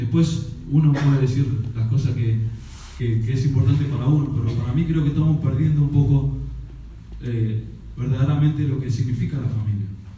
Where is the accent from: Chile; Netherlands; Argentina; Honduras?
Argentina; Pero yo creo que somos los argentinos nomás que somos así, ¿eh?